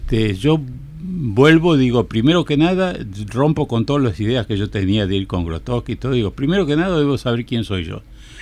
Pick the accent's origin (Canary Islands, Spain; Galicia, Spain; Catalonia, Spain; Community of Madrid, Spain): Galicia, Spain; él era galleguayo y yo soy gallego.